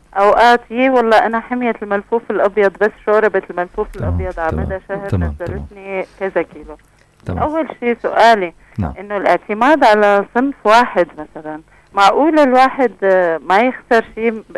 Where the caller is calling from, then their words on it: Damascus, Damascus Governorate, Syria; والله أنا عم بحكي من الشام